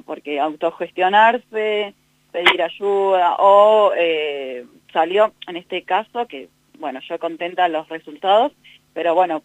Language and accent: Spanish; Florencio Varela, Buenos Aires Province, Argentina; soy fanática y soy de Florencio Varela.